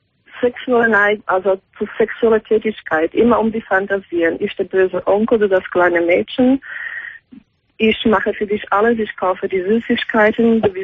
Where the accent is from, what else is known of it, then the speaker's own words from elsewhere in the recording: Slovakia; German is a second language; also born or lived in Germany; now in Amsterdam, Netherlands; ich habe absolut gar keinen amerikanischen Akzent. Ich bin geborene Slowakin.